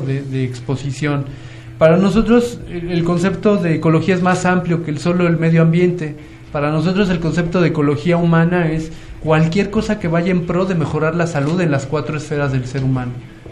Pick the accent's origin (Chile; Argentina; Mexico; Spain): Mexico; Mexico City; born there; now in Chalco, Mexico; nací en el DF, pero vivía desde hace casi 10 años en la región, en Chalco.